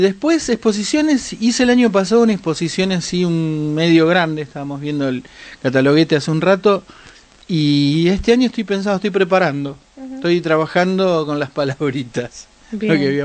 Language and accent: Spanish; Rosario, Santa Fe, Argentina; also born or lived in Patagonia; me defino como rosarino de la Patagonia.